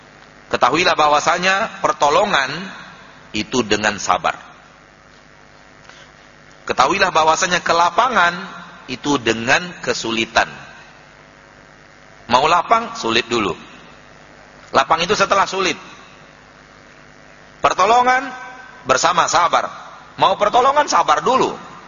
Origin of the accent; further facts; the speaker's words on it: Sumatra, Indonesia; Dalam bahasa kita orang Sumatera, yang dia panggakkan usahanya saja.